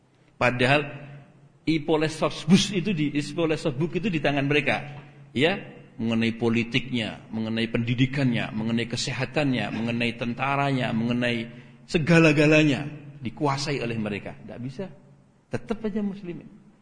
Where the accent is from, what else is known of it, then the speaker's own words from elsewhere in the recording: Java, Indonesia; kan saya orang Jawa saya ini